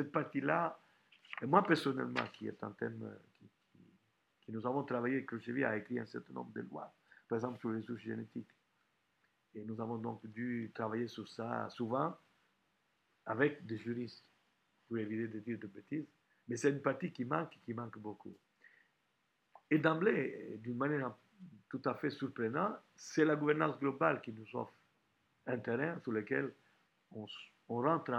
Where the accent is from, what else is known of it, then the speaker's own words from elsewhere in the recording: Italy; French is a second language; en tant qu'Italien